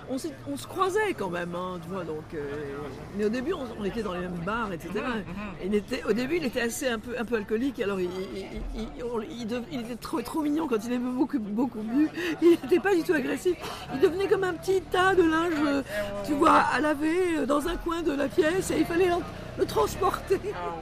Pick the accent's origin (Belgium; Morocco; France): Morocco; born there; Parce que je suis francophone, comme vous. C'est-à-dire que je suis née au Maroc dans un pays qui était francophone.